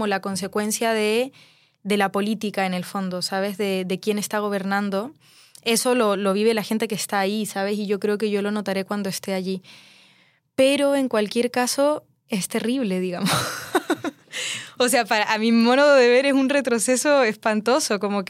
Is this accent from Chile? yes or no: yes; Chile; moved away; El hecho de que yo pueda estar en esta ciudad siendo chilena, siendo migrante y dedicarme a la música